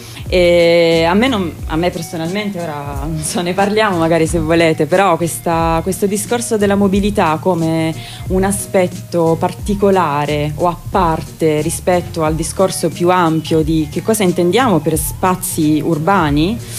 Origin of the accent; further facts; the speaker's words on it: Bologna, Emilia-Romagna, Italy; noi veniamo da Bologna